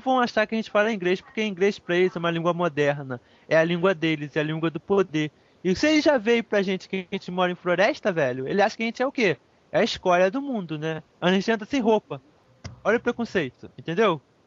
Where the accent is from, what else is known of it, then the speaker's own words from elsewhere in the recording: Nova Iguaçu, Rio de Janeiro, Brazil; Eu sou carioca. Sabe, o carioca é uma palavra de tupi. O nome da minha cidade é uma palavra em tupi. Uhum. Nova Iguaçu.